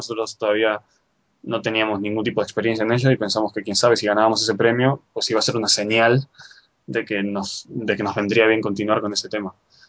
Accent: Argentina; also born or lived in Spain; now in Japan; Yo soy de Argentina, nacido en Argentina, pero soy español.

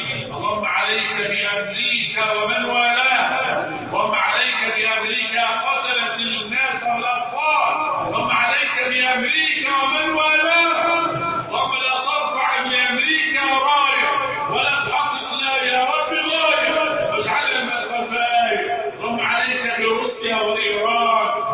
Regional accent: Egypt; اللهم احفظ بلدنا مصر وسائر بلاد

